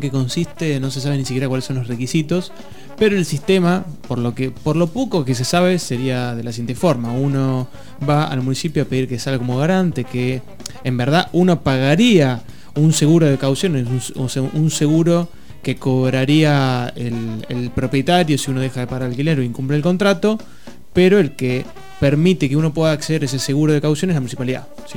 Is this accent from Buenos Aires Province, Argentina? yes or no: yes; La Plata, Buenos Aires Province, Argentina; Nosotros somos platenses y nos gustan todos estos chumeríos.